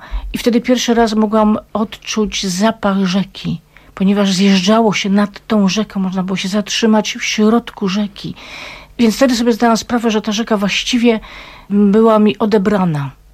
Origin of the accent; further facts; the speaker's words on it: Silesian Voivodeship, Poland; rzeką mojego dzieciństwa nie była Olza, ale Puńcówka.